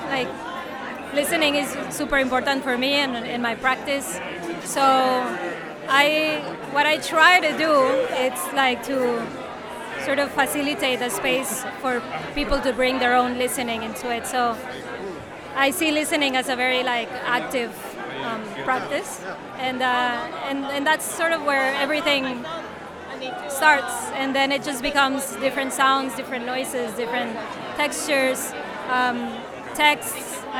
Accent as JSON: {"language": "English", "country": "Mexico", "moved": "yes", "lives_now": "Amsterdam, Netherlands", "said": "I'm based in Amsterdam, but I am originally from Mexico. I've been living here for 5 years."}